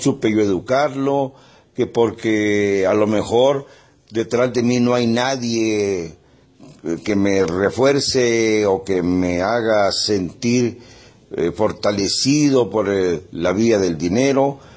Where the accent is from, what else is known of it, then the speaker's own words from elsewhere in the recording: Mexico; Y yo soy mexicano y sigo esas costumbres.